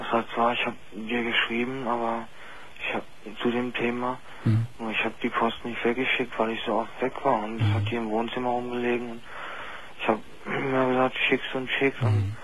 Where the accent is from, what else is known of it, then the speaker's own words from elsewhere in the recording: Berlin, Germany; Also ich bin gebürtiger Berliner. Wenn man zwar nicht raushört, aber es ist mal so.